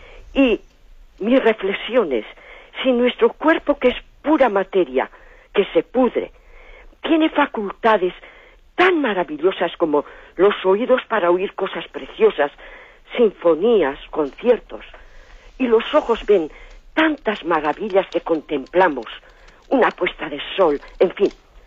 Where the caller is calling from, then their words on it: Basque Country, Spain; de Guipúzcoa.